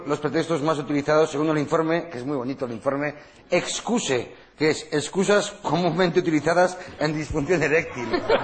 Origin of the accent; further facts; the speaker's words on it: Spain; los hombres españoles estamos siempre dispuestos a hacer el amor, porque somos unos machos españoles